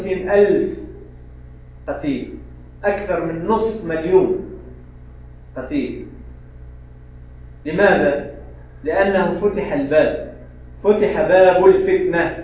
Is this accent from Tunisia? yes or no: yes; Tunisia; عندنا في تونس، أنا ما أعلم، هل تعلمون؟